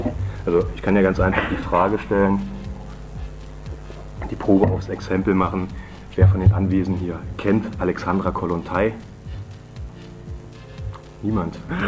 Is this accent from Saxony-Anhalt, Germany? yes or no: yes; Halle, Saxony-Anhalt, Germany; ich komme aus Halle